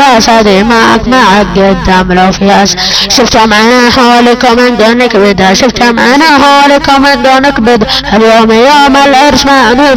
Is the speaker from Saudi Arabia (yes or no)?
yes; Saudi Arabia; لان الدواعش اجانب مو سعوديين وانا سعودي